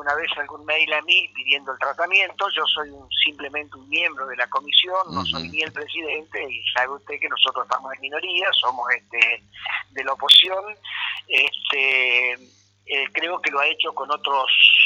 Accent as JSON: {"language": "Spanish", "town": "Chajarí", "region": "Entre Ríos", "country": "Argentina", "tie": "born or raised there", "lives_now": "Federación, Argentina", "said": "Yo vivo en Federación, desde lo familiar vivo en Federación y desde lo laboral y desde mi vida, de toda mi vida, soy de Chajarí"}